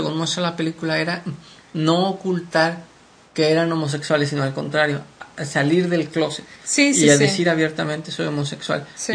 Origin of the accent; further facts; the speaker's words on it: Morelia, Michoacán, Mexico; es una asociación de personas que viven en mi estado natal, Michoacán, y en particular en mi ciudad natal, Morelia.